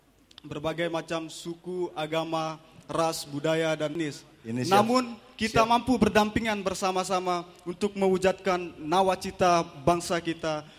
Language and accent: Indonesian; West Nusa Tenggara, Indonesia; status masih pelajar di Stipram dan saya berasal dari Lombok, Nusa Tenggara Barat.